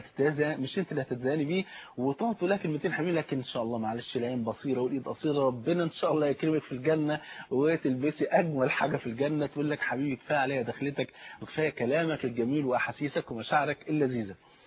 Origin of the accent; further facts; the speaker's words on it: Egypt; الطابور العيش طبعا انت عارف عندنا في مصر هنا فرض عين